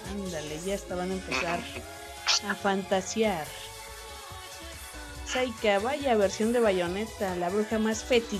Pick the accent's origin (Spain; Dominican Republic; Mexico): Mexico; northern Mexico; accent: norteño; aunque a veces creo que ya perdí mi acento norteño. Ya hablo más neutro.